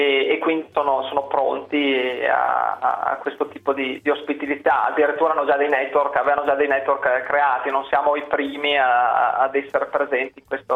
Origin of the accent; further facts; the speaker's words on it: Emilia-Romagna, Italy; accent: Emilian; visto che abbiamo radici emiliane, come si sente probabilmente anche dal mio accento